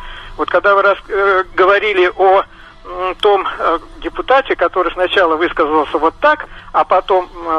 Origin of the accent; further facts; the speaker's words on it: Moscow, Russia; я из Москвы, так, чтобы представиться.